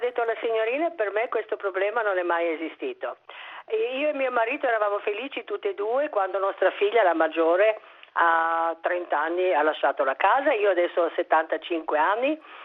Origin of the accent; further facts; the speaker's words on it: Austria; Io sono austriaca